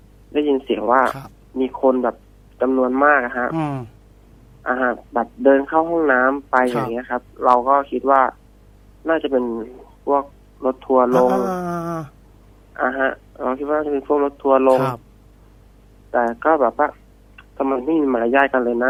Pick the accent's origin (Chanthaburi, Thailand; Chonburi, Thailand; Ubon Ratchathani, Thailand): Chanthaburi, Thailand; ผมมาเป็นคนจังหวัดจันทบุรีครับ